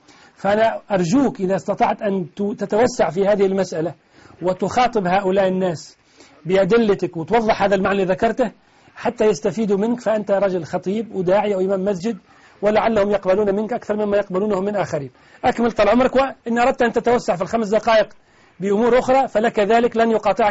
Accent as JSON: {"language": "Arabic", "country": "Tunisia", "said": "أنا سؤالي اليوم عن الذي يقول عندنا في تونس"}